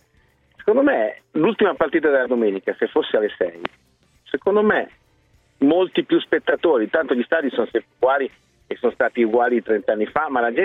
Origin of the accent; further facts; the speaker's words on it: Milan, Lombardy, Italy; Io da ragazzo andavo a vedere, sono di Milano